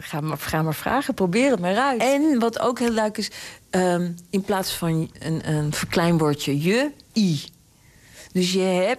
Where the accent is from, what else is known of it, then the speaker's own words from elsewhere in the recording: Amsterdam, North Holland, Netherlands; Ja, dit is weer dat boekje waar ik het net over had, van Jacques Kleuters, bij ons in de Jordaan.